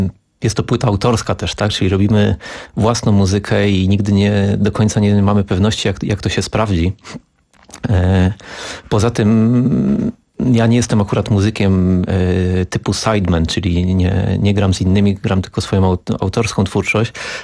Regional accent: Łódź, Łódź Voivodeship, Poland; bo ja pochodzę z Łodzi.

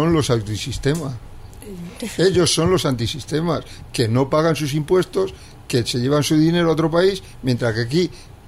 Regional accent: Spain; soy más español que tú.

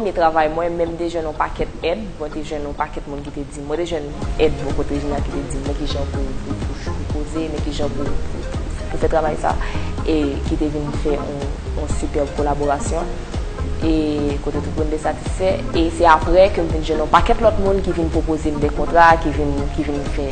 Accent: Haiti; moi je suis haïtienne.

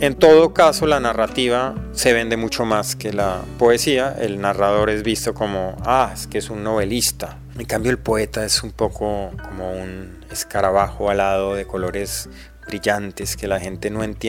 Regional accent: Colombia; soy escritor de Colombia.

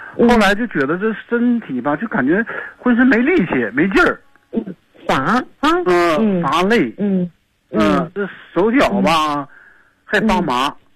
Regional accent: Harbin, Heilongjiang, China; 我家是黑龙江哈尔滨的。

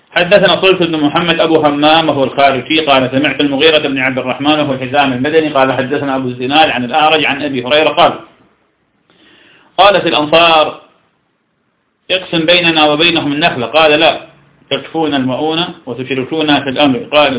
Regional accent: Iraq; فلم عندنا في العراق

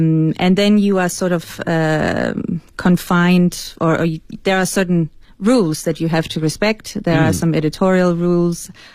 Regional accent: Denmark; first language Danish; English is a second language; now in China; because I'm not an English native speaker, as you can probably hear, I also wanted to try and write something in Danish, my mother tongue

